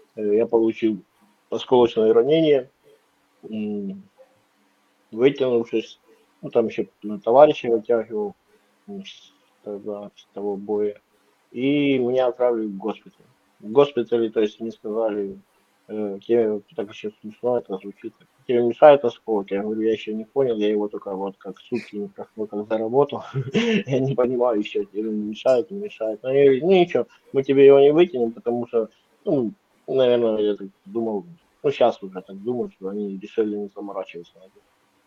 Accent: Ukraine; also born or lived in Khabarovsk, Russia; Я сам родом из Украины, но маленькая ремарочка. Я родился в России, в Хабаровске, в городе. То есть отец служил при Советском Союзе. И там познакомился со своей матерью. То есть у меня отец украинец, а мать русская.

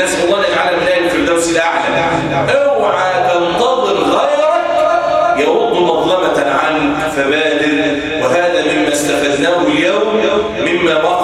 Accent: Egypt; وأن يجعل بلدنا مصر أمنا أمانا سخاء رخاء وسائر بلاد

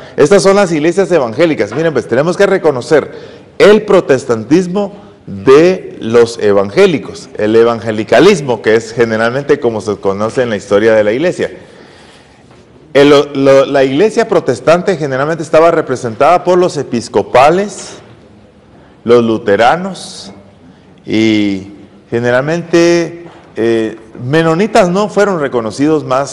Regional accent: Zacapa, Guatemala; Por la gracia de Dios, soy de Zacapa.

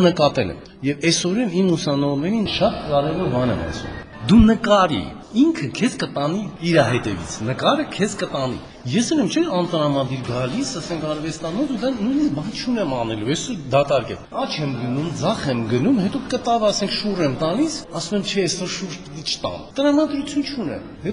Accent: Yerevan, Armenia; ես քանի որ ստեղից եմ, ասենք Երևանում եմ ծածում, Երևանն եմ սիրում, ճաշի որ ավելի շատ Երևանցի եմ, ասենք ստեղ չեմ ապրել, միշտ եկել եմ ամռանը երեխա ժամանակից

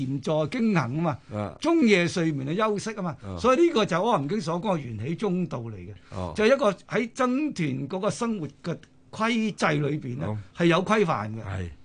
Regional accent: China; 咁我哋中國人好特別，我哋中國人咧就好喜好涅槃思想同佛性思想嘅。

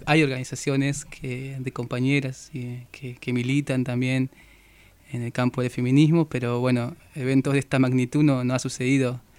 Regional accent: Puerto Madryn, Chubut, Argentina; No, soy de Chubut, del sur, de Puerto Madryn.

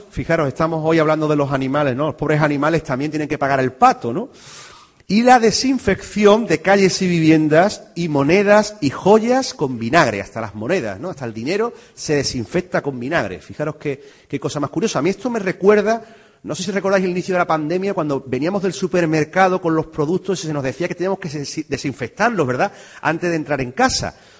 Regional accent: Seville, Andalusia, Spain; Yo soy del barrio de Triana, lo llevo a gala

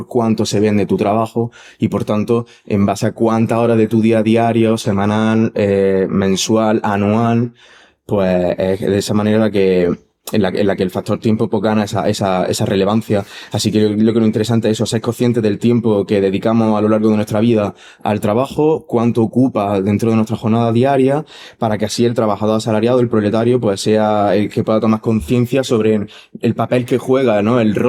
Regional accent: Granada, Andalusia, Spain; soy de aquí de Granada.

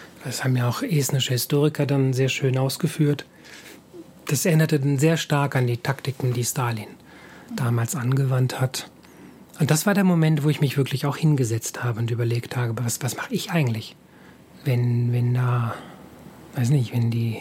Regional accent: Hamburg, Germany; now in Estonia; ich komme aus Hamburg, in Hamburg leben ja sehr viel mehr Menschen als hier in ganz Estland, ne?

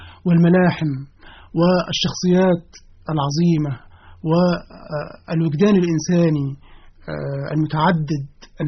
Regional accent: Ramlet al-Anjab, Monufia Governorate, Egypt; فأنا من مواليد قرية اسمها رملة الأنجب من مركز أشمون في محافظة المنوفية

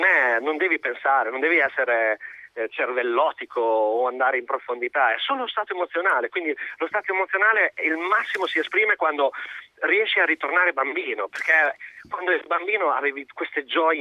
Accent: Modena, Emilia-Romagna, Italy; noi siamo di Modena, quindi la vigilia possiamo fare qualsiasi cosa

